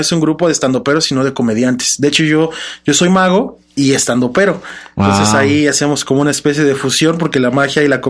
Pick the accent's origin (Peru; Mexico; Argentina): Mexico; No, pues es que somos mexicanos, no podemos dejar la picardía a un lado